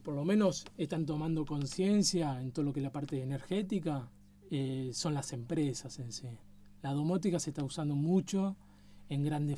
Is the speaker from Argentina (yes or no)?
yes; Argentina; yo como argentino te puedo decir que el país, tenemos un país muy grande